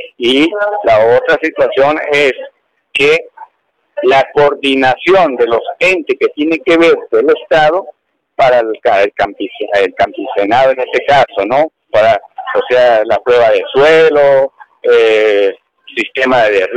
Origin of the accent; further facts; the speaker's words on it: Ceboruco, Táchira, Venezuela; nosotros somos de Ceboruco